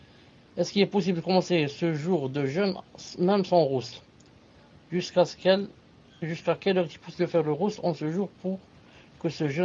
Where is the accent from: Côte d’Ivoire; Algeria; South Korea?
Algeria; il y a des gens, surtout chez nous en Algérie, par exemple